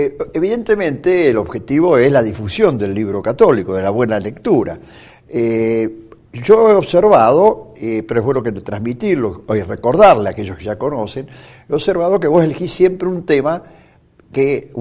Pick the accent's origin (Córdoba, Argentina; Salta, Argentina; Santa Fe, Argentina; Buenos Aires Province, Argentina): Buenos Aires Province, Argentina; Villa Ballester; Recuerdo, sí, recuerdo. Somos ambos de Villa Ballester.